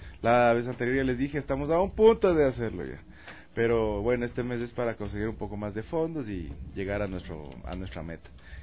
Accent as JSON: {"language": "Spanish", "town": "Quito", "region": "Pichincha", "country": "Ecuador", "said": "yo soy de la Tola, entonces puta, saludando, señorita, ¿cómo le va?"}